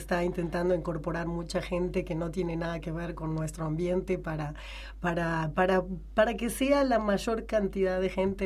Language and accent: Spanish; Montevideo, Uruguay; es el único concierto que he tenido oportunidad de dirigir en Montevideo, mi ciudad natal.